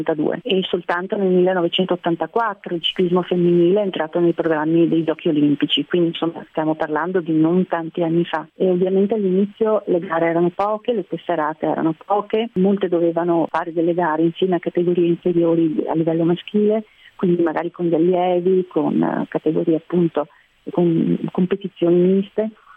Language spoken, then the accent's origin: Italian; Treviso, Veneto, Italy; Io sono trevigiana e sicuramente Treviso è una città dove ci si muove molto volentieri in bicicletta